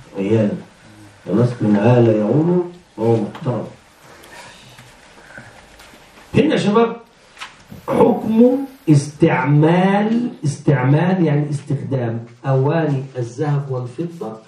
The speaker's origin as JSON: {"language": "Arabic", "country": "Egypt", "said": "عيد الأم مثلا، إحنا عندنا في مصر عرف عيد الأم نشتري هدايا للمدرسة"}